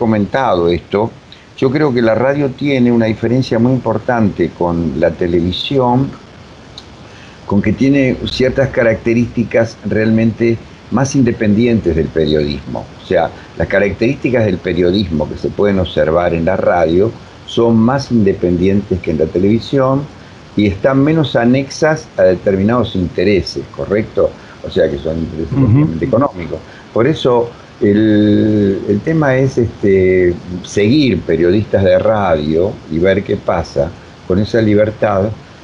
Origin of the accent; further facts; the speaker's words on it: Uruguay; now in Argentina; yo soy uruguayo, nací hace 1000 años que estoy acá en la Argentina, hace, qué sé yo, más de 40 y pico de años